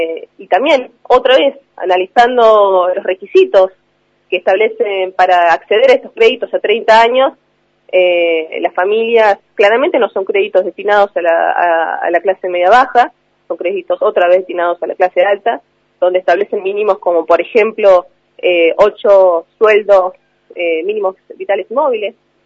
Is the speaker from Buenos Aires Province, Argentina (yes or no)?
no; Río Negro, Argentina; Esta situación se repite en toda la provincia. Yo soy del Alto Valle